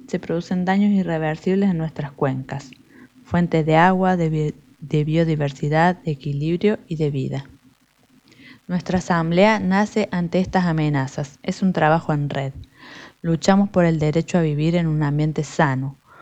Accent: Río Ceballos, Córdoba, Argentina; soy de Río Ceballos

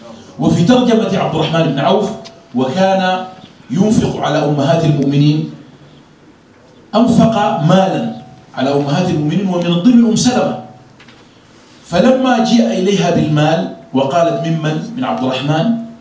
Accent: Sudan; يعني خاصة عندنا في السودان

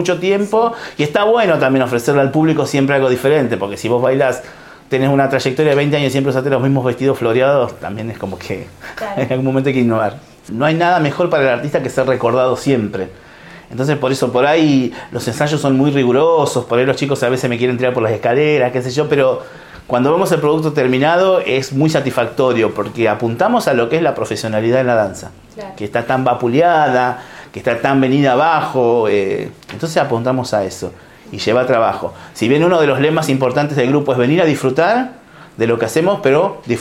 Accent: Cañuelas, Buenos Aires Province, Argentina; somos todos de Cañuelas y somos laburantes.

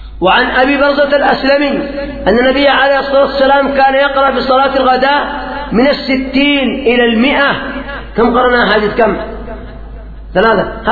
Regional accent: Yemen; إلا عندنا في اليمن

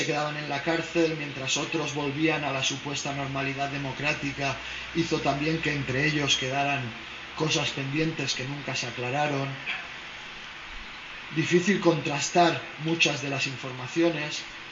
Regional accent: Barcelona, Catalonia, Spain; nos pregunta en catalán si somos de Barcelona, le decimos que sí

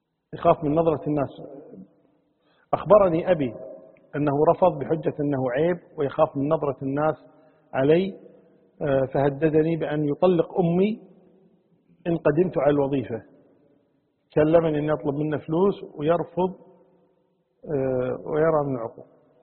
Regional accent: Kuwait; يعني حنا كويتيين مثلا الضالين نقولها الضالين، والقاف نقولها غينها

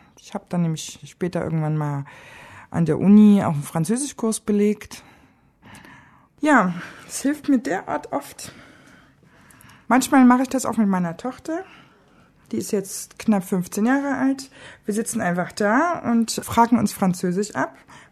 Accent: Dresden, Saxony, Germany; moved away as an adult; now in Marseille, France; 35 Jahre alt, wohne seit circa 3 Jahren in Marseille. Ich komme ursprünglich aus Dresden.

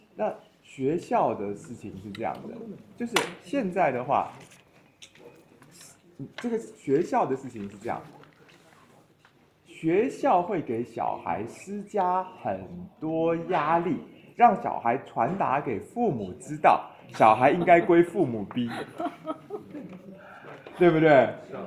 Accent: Taiwan; 我们台湾这边的状况是说这样的，

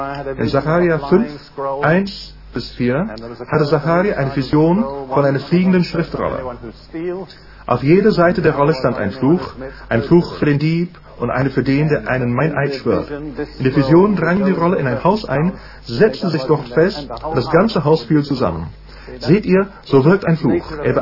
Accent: United Kingdom; Ich bin Brite durch und durch.

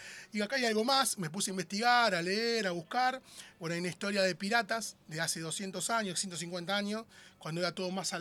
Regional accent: José León Suárez, Buenos Aires Province, Argentina; Yo soy de José Lón Suárez.

